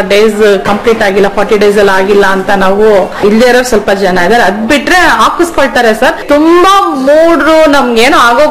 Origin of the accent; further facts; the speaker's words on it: Bengaluru, Karnataka, India; ಹಾ ಸರ್, ನಾನ್ ಮೂಲತಃ ಬೆಂಗಳೂರಳು. ಆಕ್ಚುಲಿ ನಂಗೆ ಹಳ್ಳಿ ಬಗ್ಗೆ ಏನೋ ಒಂದು ನಾಲೆಡ್ಜ್ ಇರ್ಲಿಲ್ಲ. ಫಸ್ಟ್ ಆಫ್ ಆಲ್ ಎಲ್ಲ ಬೆಂಗಳೂರಲ್ಲಿ ಹುಟ್ಟಿ ಬೆಳೆದಿರೋದು.